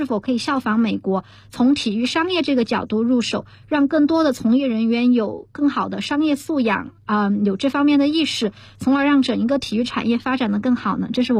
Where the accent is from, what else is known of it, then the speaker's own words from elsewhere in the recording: Chengdu, Sichuan, China; 都是从小长在中国的我几乎没有见过的。我是成都人，所以很小的时候去看四川全兴队的比赛